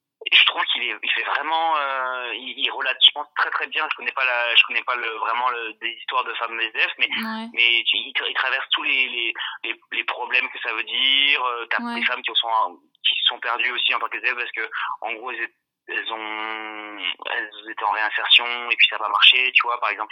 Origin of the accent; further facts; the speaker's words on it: France; dès qu'ils sentent que je suis français, ils essaient de revenir à des termes plus génériques.